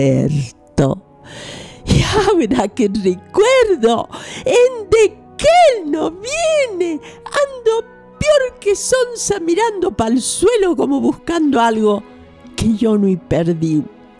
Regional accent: Capilla del Monte, Córdoba, Argentina; Imagínate lo que es hablar para mí de mi pueblo.

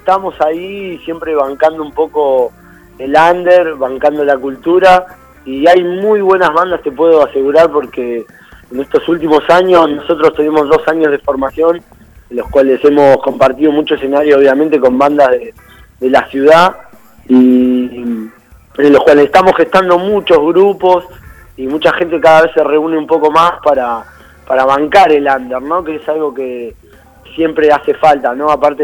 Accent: Mar del Plata, Buenos Aires Province, Argentina; nosotros somos oriundos de Mar del Plata, así que estamos en una mini gira acá por la ciudad de Buenos Aires

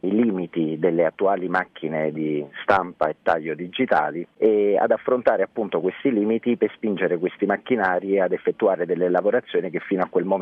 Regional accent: Caserta, Campania, Italy; Sia io che il mio socio siamo di Caserta.

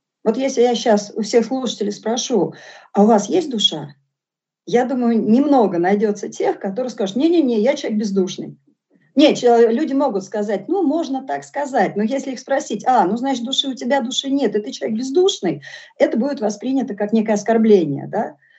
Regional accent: Moscow, Russia; born there; я вообще родилась в Москве

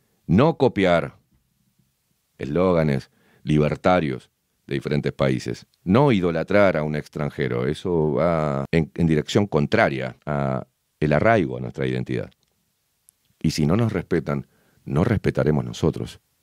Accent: Uruguay; Más de Uruguay no. Y estamos pegados. Somos un apéndice de Argentina.

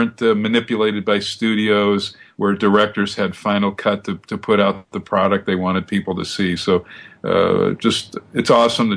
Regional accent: Westwood, California, United States; When I was growing up near Westwood, UCLA, down in Southern Cal

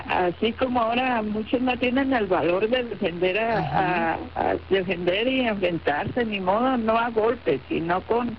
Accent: Colima, Mexico; yo soy de Colima.

